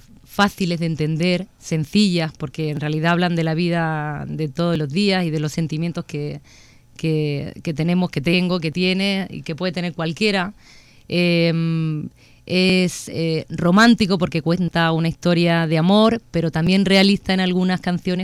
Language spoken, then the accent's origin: Spanish; Madrid, Community of Madrid, Spain; born there; now in Seville, Spain; Ese 20 de abril fue cuando yo nací, aquí en Madrid, en La Paz, en el seno de una familia pues normalita, trabajadora.